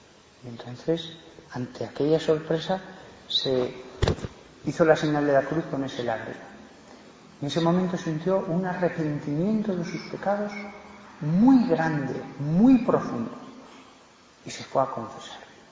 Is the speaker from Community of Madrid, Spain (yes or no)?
no; Barbastro, Aragon, Spain; en Barbastro, de donde soy